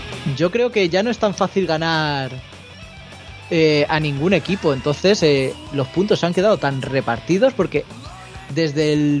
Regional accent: Alicante, Valencian Community, Spain; O sea, bueno, como alicantino, al

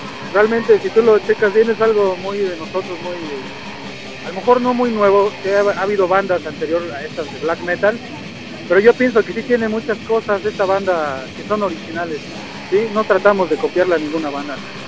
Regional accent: Tlalnepantla, State of Mexico, Mexico; De Tlane, bueno, yo soy de Tlane y ellos son de Aragón. Pero normalmente son nuestros rumbos del norte.

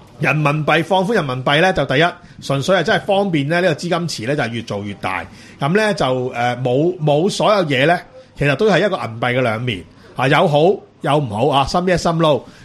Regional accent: Hong Kong; 作为香港人，

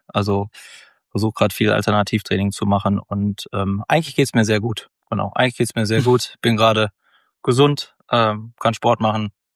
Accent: Mülheim, North Rhine-Westphalia, Germany; Ich komme ja aus dem Ruhrgebiet, aus Mülheim.

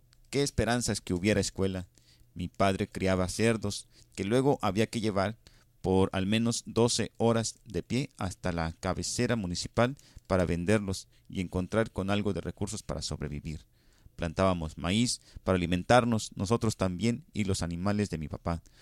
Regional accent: Barranca, Michoacán, Mexico; Nací en Barranca, adentro de 63 años ya, en un lugar en la Sierra Michoacana que pertenece al municipio de Aguililla. Crecí en medio de pineras al sur de mi estado

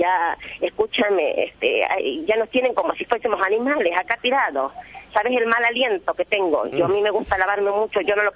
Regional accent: Tartagal, Salta, Argentina; A Salta, soy de Tartagal.

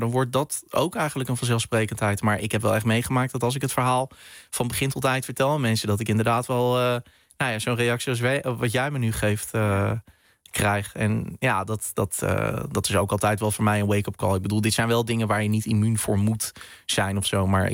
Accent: Netherlands; born there; Ik ben in Nederland geboren, ja.

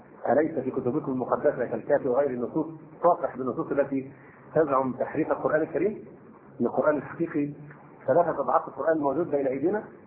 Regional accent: Egypt; فموضوع ان المصريين هم بيعزونا عشان احنا مصريين

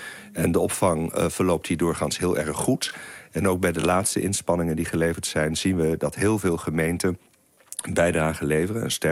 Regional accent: Holland, Netherlands; moved away as an adult; Ik kom zelf uit Holland, zoals het hier heet. Ik ben daar geboren en getogen uit Brabantse ouders.

